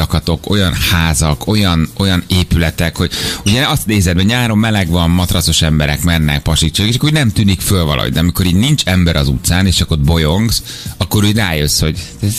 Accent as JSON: {"language": "Hungarian", "region": "Lake Balaton area", "country": "Hungary", "tie": "born or raised there", "said": "Hát, és én balatoni szerintem... gyerek vagyok. Én mindig ott nőttem föl."}